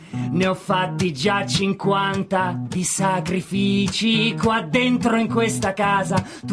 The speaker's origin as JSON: {"language": "Italian", "town": "Villalba", "region": "Lazio", "country": "Italy", "tie": "born there", "said": "Noi a Villalba ci siamo nati, noi a Villalba ci siamo nati."}